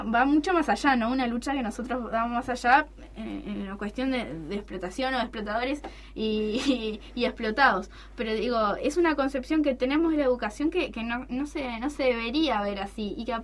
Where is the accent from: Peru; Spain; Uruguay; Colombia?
Uruguay; Paysandú; yo soy de Paysandú, ¿no? Entonces, muy cerca de mi barrio hay un vivero de UPM.